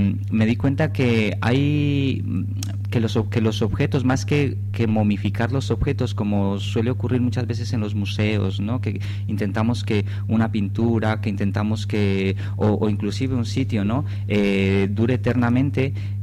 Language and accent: Spanish; Colombia; moved away as an adult; now in Spain; Yo soy de nacionalidad, soy colombiano y llevo aquí viviendo desde el año 2007. Vine a estudiar a la Escuela Superior de Arte y me he quedado aquí haciendo cosas por Asturias.